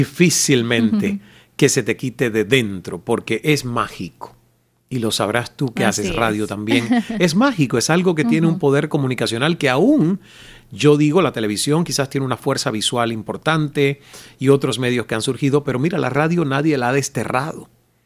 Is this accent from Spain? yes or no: no; Santiago de Cuba, Cuba; Santiago de Cuba, mi provincia natal.